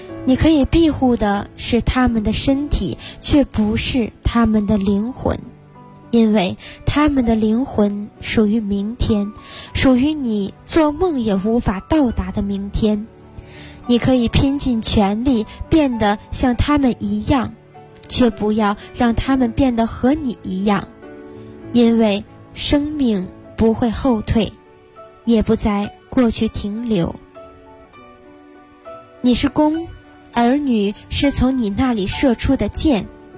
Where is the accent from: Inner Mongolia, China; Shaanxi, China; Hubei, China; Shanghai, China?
Inner Mongolia, China; 我来自内蒙古